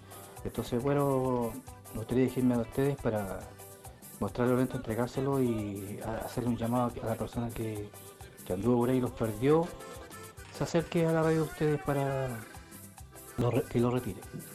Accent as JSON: {"language": "Spanish", "town": "Pirque", "region": "Santiago Metropolitan Region", "country": "Chile", "said": "soy de acá de Pirque"}